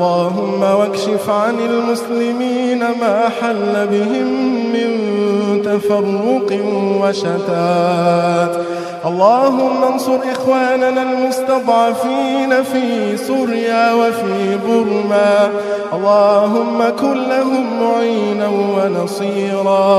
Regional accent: Egypt; اللهم احفظ لنا بلدنا مصر من كل سوء يا رب العالمين

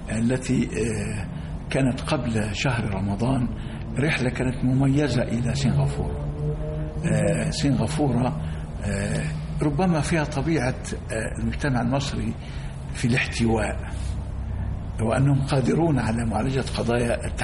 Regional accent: Egypt; أن يحمي بلدنا مصر، وأن يكون أهل مصر على قدر في وعيهم

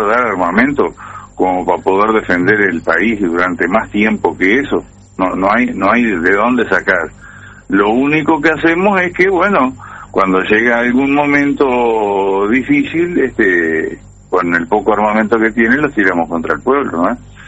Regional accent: Rivera, Uruguay; now in Montevideo, Uruguay; de... Mira, soy de Rivera, pero estoy acá en Montevideo.

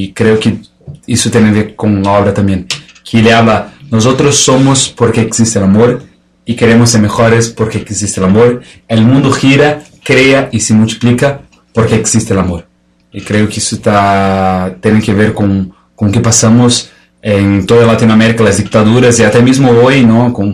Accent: Florianópolis, Santa Catarina, Brazil; Spanish is a second language; de Brasil, de Florianópolis, que es una isla que está al sur de Brasil.

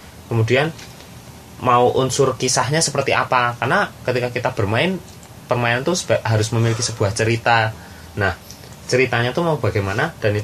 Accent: Magelang, Central Java, Indonesia; Kan kebetulan asal saya kan asli Magelang.

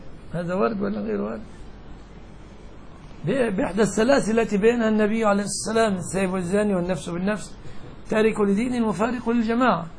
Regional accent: Egypt; يعني مثلا عندنا كمصريين مستقذر جدا عندنا أن نأكل الجراد

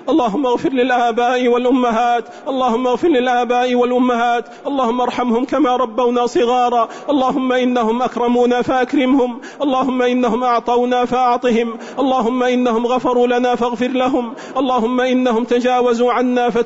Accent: Saudi Arabia; اللهم احفظ بلادنا المملكة العربية السعودية

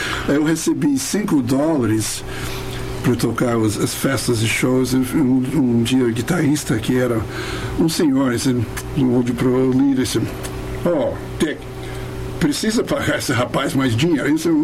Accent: Baltimore, Maryland, United States; born there; Portuguese is a second language; Baltimore é uma cidade no, bem no meio do litoral leste dos Estados Unidos, estado de Maryland.

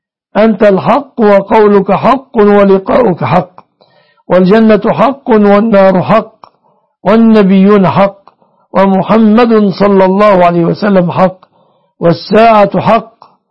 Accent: Egypt; اللهم احفظ بلادنا مصر وسائر بلاد المسلمين

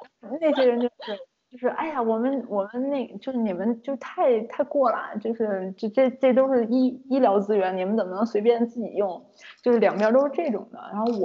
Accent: China; 我是中国人

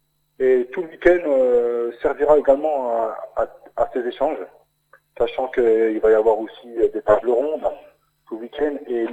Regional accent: Remiremont, Grand Est, France; born there; je suis né à Armermont également.

